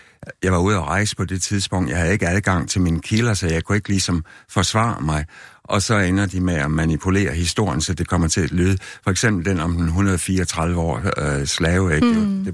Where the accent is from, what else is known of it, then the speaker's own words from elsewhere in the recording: West Jutland, Denmark; Jeg kommer ung vestjyde fra Landerlige